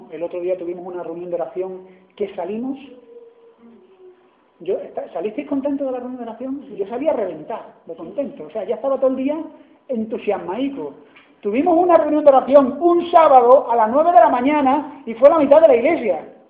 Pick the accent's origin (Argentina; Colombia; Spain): Spain; Andalusia; porque soy andaluz y siempre he sido guasa